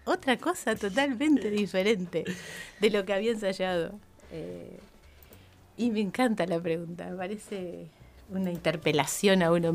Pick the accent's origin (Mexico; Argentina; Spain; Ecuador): Argentina; Colonia Barón, La Pampa; Y viví me crié en Colonia Barón, yo de ahí me fui a estudiar. Yo hice toda la primaria y la secundaria en Colonia Barón